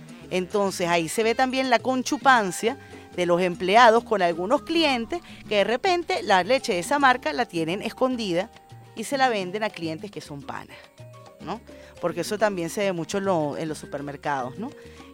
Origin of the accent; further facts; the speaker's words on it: Venezuela; nosotros como venezolanos y venezolanas